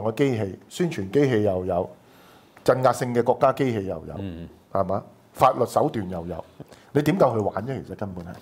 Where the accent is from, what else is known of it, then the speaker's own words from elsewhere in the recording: Hong Kong; 我們香港人